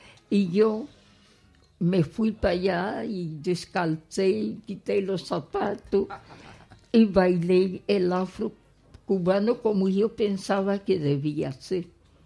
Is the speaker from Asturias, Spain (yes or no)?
yes; Asturias, Spain; also born or lived in Brazil; Yo quiero decirte que yo nací en el Brasil, pero yo me siento muy, muy, muy asturiana.